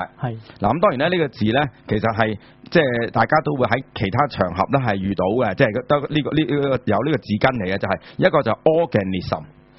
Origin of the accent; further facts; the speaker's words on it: Hong Kong; 应该都知道的，即是以我们香港人，大陆人就不知道